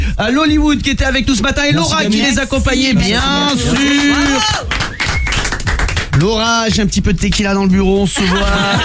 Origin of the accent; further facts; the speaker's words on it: Aix-en-Provence, Provence-Alpes-Côte d'Azur, France; C'est ma ville de cœur, là où j'ai grandi, c'est Aix-en-Provence.